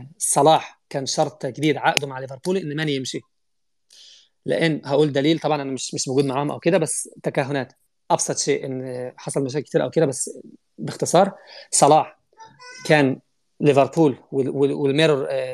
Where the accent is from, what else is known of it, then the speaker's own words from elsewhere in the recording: Egypt; انا مصري بقول الكلام ده.